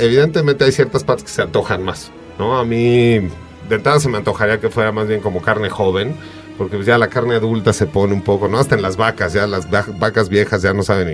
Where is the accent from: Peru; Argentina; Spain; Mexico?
Mexico; podemos bien fácil como mexicanos apropiarnos del canibalismo como algo históricamente relacionado con nosotros.